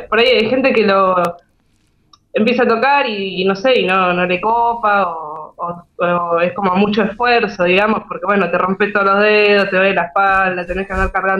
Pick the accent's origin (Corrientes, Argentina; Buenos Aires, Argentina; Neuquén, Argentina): Buenos Aires, Argentina; also born or lived in Slovenia; Yo soy de Buenos Aires, sí, siempre viví en Boedo, ahora estoy en San Cristóbal, pero bueno, ahí, en el barrio.